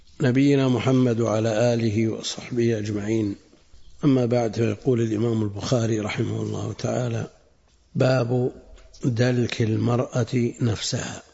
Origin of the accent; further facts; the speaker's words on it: Buraydah, Al-Qassim, Saudi Arabia; يذكر عم لي أنه لما دخل الماء في بلدنا بريدة ادخله إلى البيوت أحد المحسنين قبل الدولة